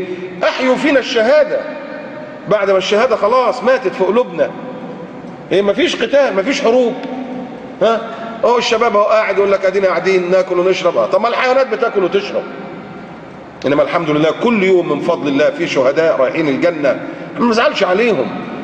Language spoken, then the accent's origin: Arabic; Egypt; مهما كان عندنا في مصر